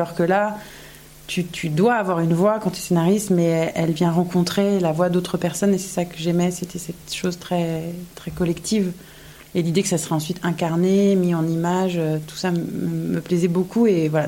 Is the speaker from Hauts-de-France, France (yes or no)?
no; Toulon, Provence-Alpes-Côte d'Azur, France; J'ai grandi à Toulon